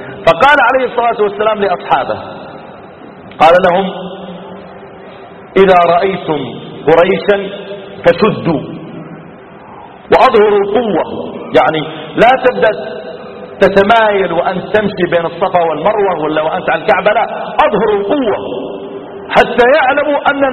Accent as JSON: {"language": "Arabic", "town": "Riyadh", "region": "Riyadh Province", "country": "Saudi Arabia", "said": "يعني مثلا عندنا في الرياض لو شاب يبغى يغازل بنت"}